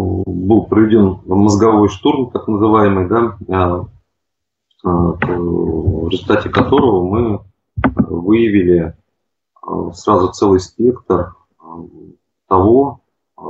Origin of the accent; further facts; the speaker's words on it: Nizhny Novgorod, Nizhny Novgorod Oblast, Russia; я из Нижнего Новгорода. Сам живу как бы не в самом Нижнем, а на земле.